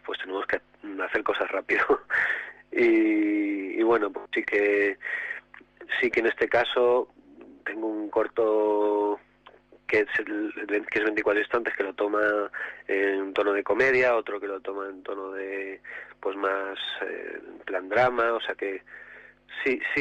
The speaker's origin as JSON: {"language": "Spanish", "town": "Ciudad Real", "region": "Castilla-La Mancha", "country": "Spain", "said": "no tengo familia en el cine y que todo soy de Ciudad Real"}